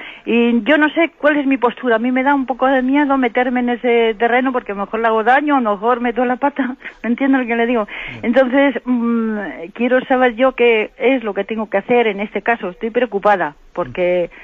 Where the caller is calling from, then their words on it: Santander, Cantabria, Spain; de Santander.